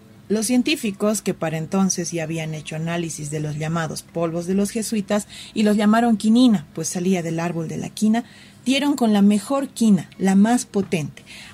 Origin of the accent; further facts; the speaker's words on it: Bolivia; ya saben cómo somos los bolivianos, siempre atentos con nuestros invitados